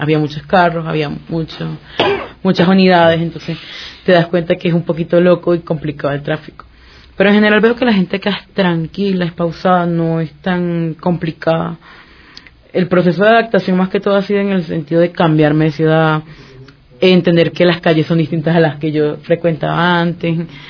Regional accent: Barquisimeto, Lara, Venezuela; now in Quito, Ecuador; No, Barquisimeto es una ciudad bastante tranquila.

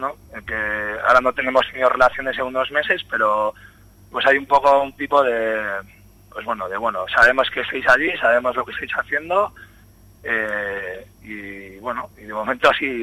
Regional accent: Bilbao, Basque Country, Spain; yo soy de Otxarkoaga

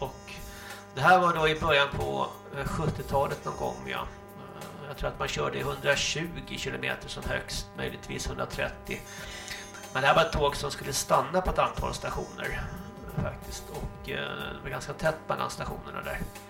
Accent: Stockholm, Stockholm County, Sweden; jag hade faktiskt samma typ av lok hemma i Stockholm på Södermalm

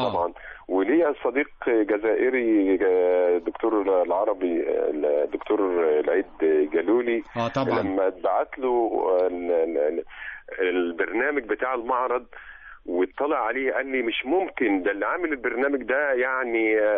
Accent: Egypt; فهو عرس ثقافي احنا نفخر به كمصريين للأمانة الشديدة

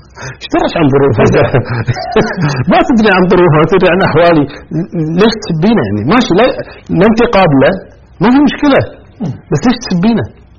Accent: Kuwait; كمثال إحنا عندك كويتيين، إحنا الكويت مثلا يقول نسبة الإناث أكثر من نسبة الذكور

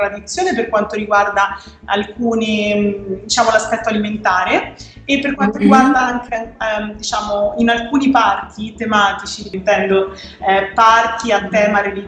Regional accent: Scheggino, Umbria, Italy; now in Hong Kong, Hong Kong; Io vengo da un microscopico paesino del centro Italia, in Umbria, che si chiama Scheggino, un paese di 500 anime. Adesso mi trovo invece a Hong Kong, in una città che ne ha tipo 8 milioni.

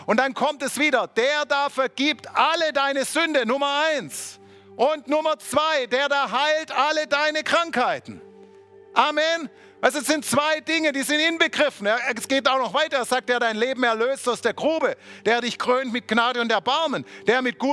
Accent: Baden-Württemberg, Germany; Oh, ich bin selber Schwabe, ich kann solche Witze machen.

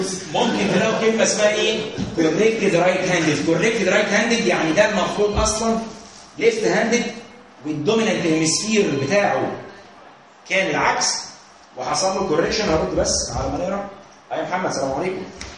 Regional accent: Egypt; بصوا يا جماعه احنا مصريين كويس كلنا مع بعض، ما فيهاش حد فرنساوي

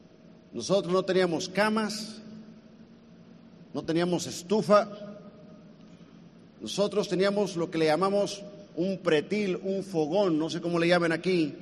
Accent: Colima, Mexico; Yo soy mexicano, de Colima.

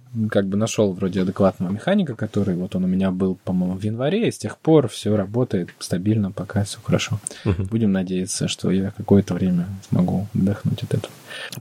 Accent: Russia; и да, я из России

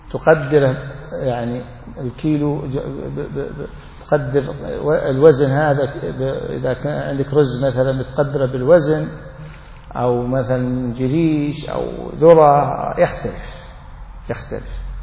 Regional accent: Najd, Saudi Arabia; الصاع النجدي الموجود عندنا في نجد أكبر من الصاع النبوي بمد تقريبا

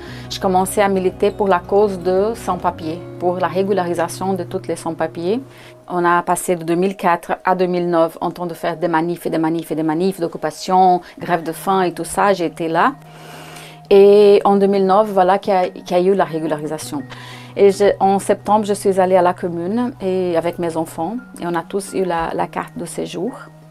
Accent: Brazil; je viens du Brésil. Je vais avoir 50 ans cette année.

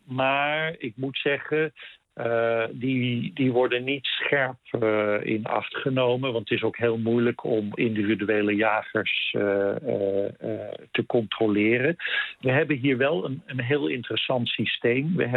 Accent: Netherlands; now in Canada; Ja, als Nederlander is dat vreselijk wennen.

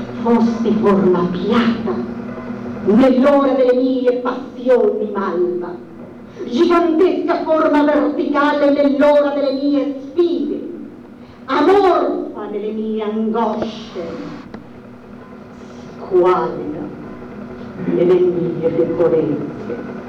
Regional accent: Bolivia; Ti ringrazio a nome del mio paese, la Bolivia, perché io non sono altro che una cellula di quel grandissimo organismo che è il Sud America

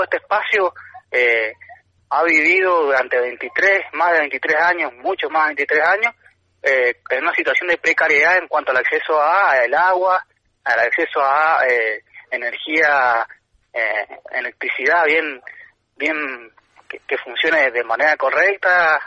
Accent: Mendoza, Argentina

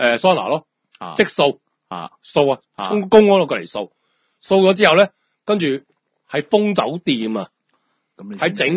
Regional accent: Hong Kong; 我哋香港人、香港澳門人外賓嚟噶嘛

